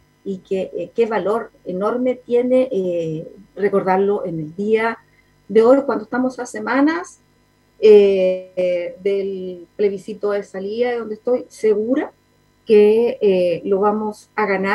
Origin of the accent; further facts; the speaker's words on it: Chile; Como mamá, también como chilena, porque también fuimos niños